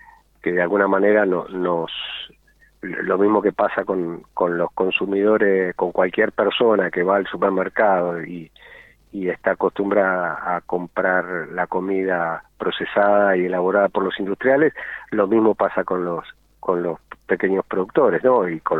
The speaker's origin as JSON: {"language": "Spanish", "town": "Rivadavia", "region": "Mendoza", "country": "Argentina", "said": "Yo soy de Rivadavia, arriba, casi con el borde de Junín y de Luján, cerca del Carrizal."}